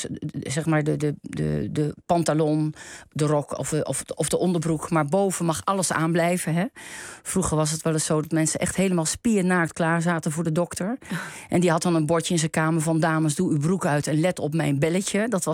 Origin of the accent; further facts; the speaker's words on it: Enter, Overijssel, Netherlands; born there; Dat lag in de bibliotheek in Enter, mijn geboorteplaats.